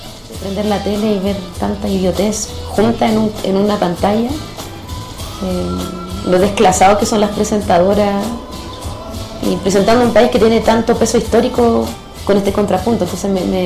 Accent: Chile; soy cantante, rapera, chilena, mamá.

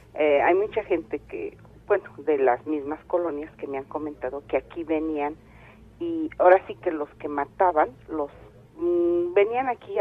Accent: State of Mexico, Mexico; Nosotros somos del Estado de México.

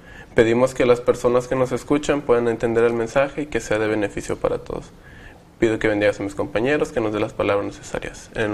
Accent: Chiapas, Mexico; estudio químico clínico biólogo y soy de Chiapas.

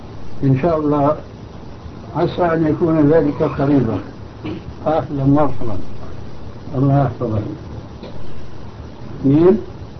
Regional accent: Syria

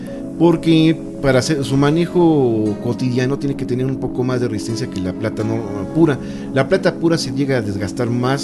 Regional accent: Mexico; incluso para nosotros como mexicanos era muy común

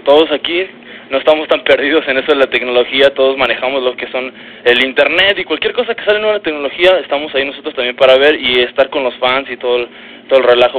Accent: State of Mexico, Mexico; De hecho, pues nosotros somos del Estado de México y cada vez que vamos para allá son reventones

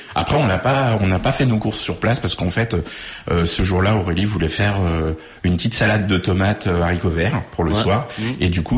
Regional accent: Corquilleroy, Centre-Val de Loire, France; nous, on est de Corquay-le-Roi, à côté de Montargis.

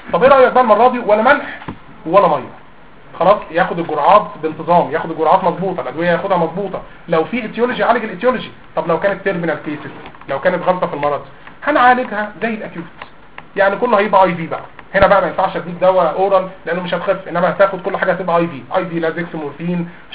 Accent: Egypt; زرع القلب على فكره والليفر في الصين ارخص من زرع الفول عندنا في مصر

